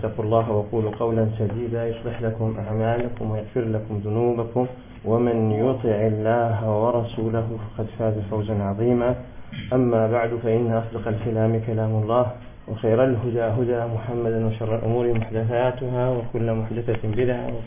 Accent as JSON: {"language": "Arabic", "country": "Algeria", "said": "وهذا الوجهاء في هذا الزمان ما بقاوش عندنا في الجزائر"}